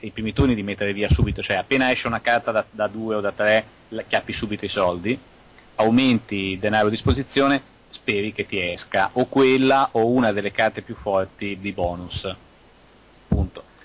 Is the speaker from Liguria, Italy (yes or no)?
yes; Liguria, Italy; L'ho scoperto poi da buon ligure